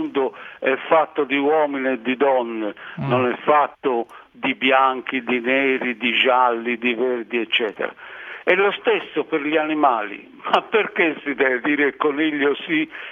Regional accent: Terranuova Bracciolini, Tuscany, Italy; negli anni 30, quando ero bambino, ragazzino, a Terranova Bracciolini, in campagna, si mangiava il gatto.

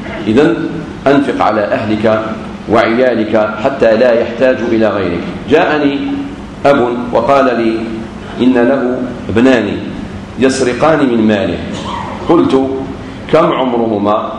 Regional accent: Algeria; خاصة في بلادنا الجزائر

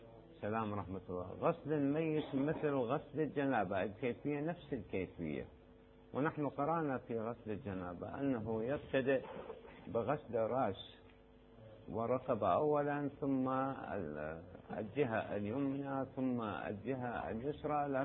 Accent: Najaf, Najaf Governorate, Iraq; مما يسموه هناك عندنا بالنجف يسموه بير عليوي

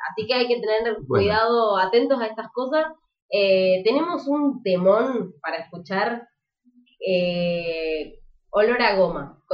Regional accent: Neuquén, Argentina; porque soy de Neuquén

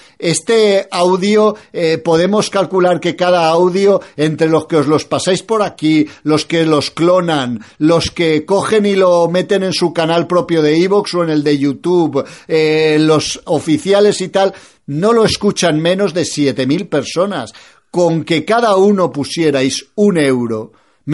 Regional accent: Spain; estoy en contra de cada día más influencia de la iglesia musulmana en mi país, y estoy en contra de los curas musulmanes en mi país

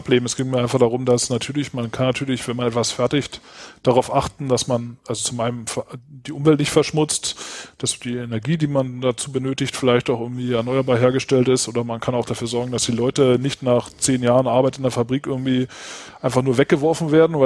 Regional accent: Berlin, Germany; komme ursprünglich aus Berlin. Aber im Moment wohne ich auch hier, wo Peter Mende auch wohnt, in Dessau

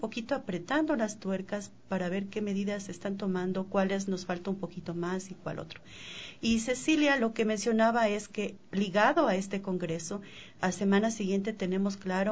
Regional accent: Ecuador; para que como ecuatorianos estemos justamente al nivel de otros países.

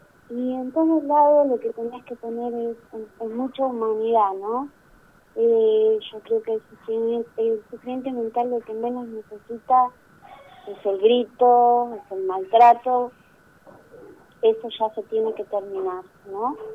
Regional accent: General Roca, Río Negro, Argentina; now in Bariloche, Argentina; Yo vengo de, por ejemplo, hace muy poco, un año que estoy acá, yo soy de Roca.

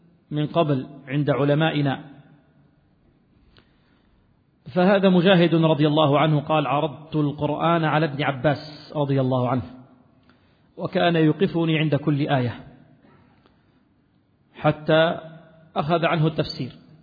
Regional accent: Libya; وهي الرواية المشهورة في بلدنا ليبيا

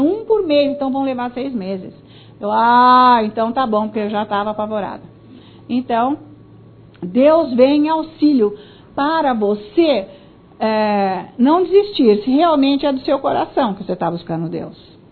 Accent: Italy; Portuguese is a second language; Eu sou italiana.

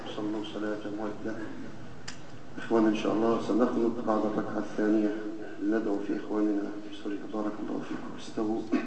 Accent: Egypt; في بلدنا مصر

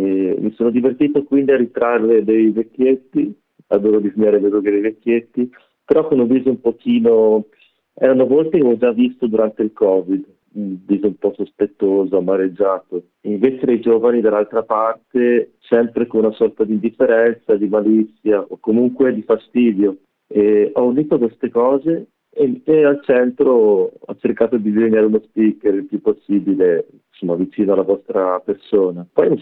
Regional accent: Veneto, Italy; io comunque vengo dalla provincia di Rovigo, abbastanza, non so come dire, che non offre molti stimoli per me.

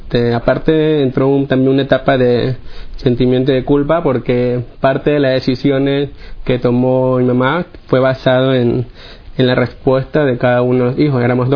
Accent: Guayaquil, Guayas, Ecuador; Bueno, yo soy de Guayaquil, Ecuador. Tengo 28 años.

